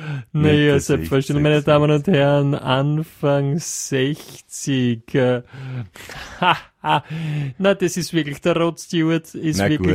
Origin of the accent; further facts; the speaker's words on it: Netherlands; Ich komme ja aus Holland, aus Niederlanden